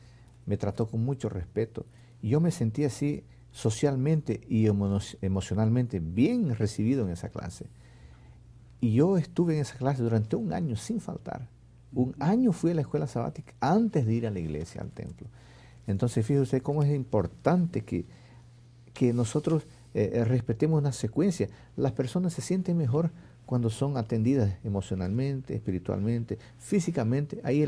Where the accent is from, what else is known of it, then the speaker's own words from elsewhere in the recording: Bolivia; Yo era católico. Fue una clase de escuela sabática de intermediarios en mi país, Bolivia.